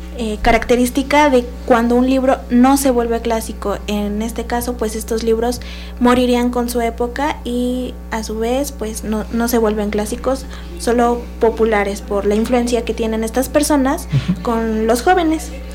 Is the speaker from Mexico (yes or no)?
yes; Mexico; deja ver nuestra forma de ser, que como mexicanos no ha cambiado